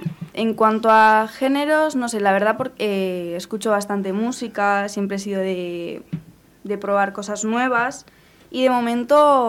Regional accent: Etxebarri, Basque Country, Spain; also born or lived in Basauri; Yo soy de Etxebarri. Bueno, nací en Basauri, pero sí, Etxebarri San Antonio.

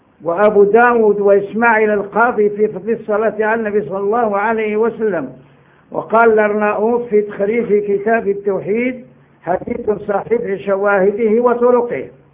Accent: Morocco; قال لي انت منين؟ قلت له انا مغربي.

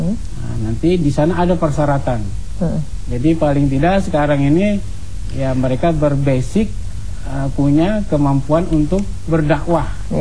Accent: Palangka Raya, Central Kalimantan, Indonesia; Iya, saya kan orang Kalimantan, orang Dayak itu. Ya, di pedalaman Kalimantan. Iya, saya Palangkaraya.

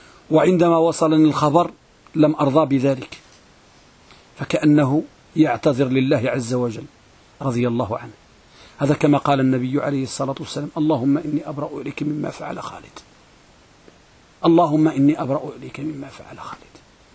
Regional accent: Morocco; احنا عندنا في المغرب كنقولوا الحديث ملقم

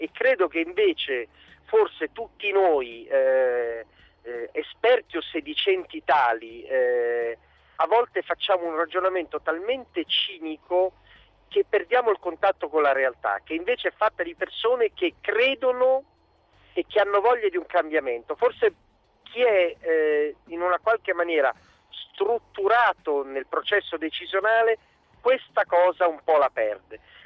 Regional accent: Genoa, Liguria, Italy; da genovese la coerenza è gratis, quindi non costa nulla

